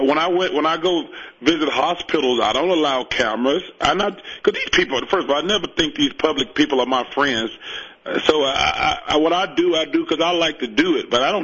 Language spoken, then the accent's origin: English; Alabama, United States; Listen, I'm from Alabama. We're the fattest state.